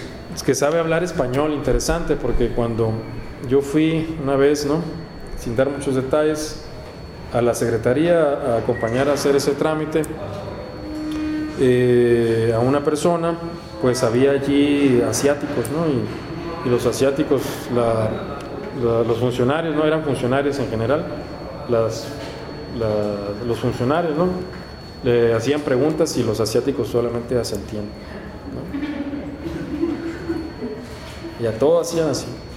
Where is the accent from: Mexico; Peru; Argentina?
Mexico; no yo el trámite porque yo soy mexicano